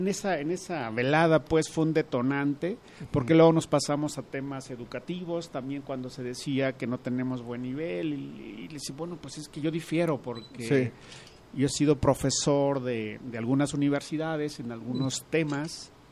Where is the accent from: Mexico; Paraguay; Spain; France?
Mexico; somos buenos y podemos ser todavía mejores como mexicanos.